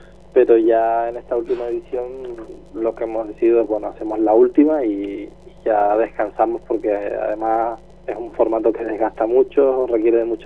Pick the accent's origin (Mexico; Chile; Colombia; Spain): Spain; Canary Islands; moved away as an adult; now in Seville, Spain; yo, por ejemplo, que vine de Canarias a estudiar aquí a Sevilla